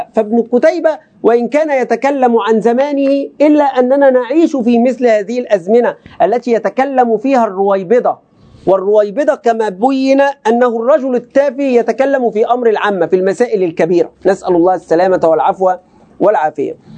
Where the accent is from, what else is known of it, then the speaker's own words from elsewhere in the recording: Egypt; كلمة بقى يعني كمصريين وعوام ملازمة